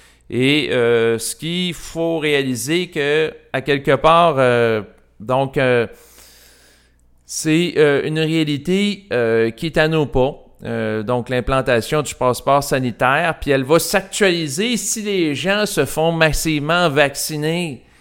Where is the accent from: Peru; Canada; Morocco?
Canada; Quebec; je parle en tant que Québécois